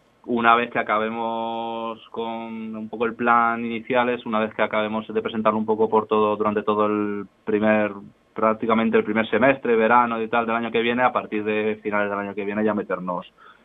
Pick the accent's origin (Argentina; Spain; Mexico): Spain; Madrid, Community of Madrid; Yo vengo de otra ciudad también muy grande, yo vengo de Madrid, de grupos de Madrid